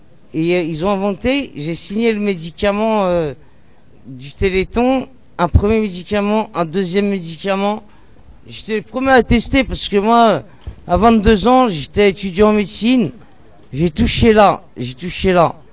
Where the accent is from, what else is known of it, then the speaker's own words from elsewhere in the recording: Sevran, Île-de-France, France; moi, j'ai grandi à Sevran-Beaudot